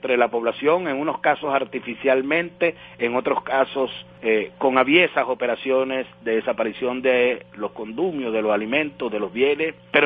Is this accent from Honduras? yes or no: no; Venezuela; a nosotros nos hizo definitivamente sentirnos orgullosos como venezolanos.